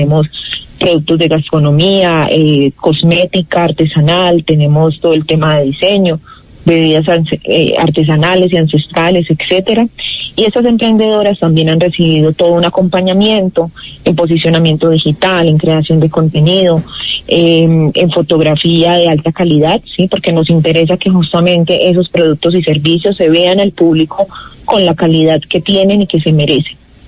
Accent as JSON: {"language": "Spanish", "town": "Medellín", "region": "Antioquia", "country": "Colombia", "said": "yo soy de Medellín, con raíces chocuanas y de Santa Marta, de familia costeña también."}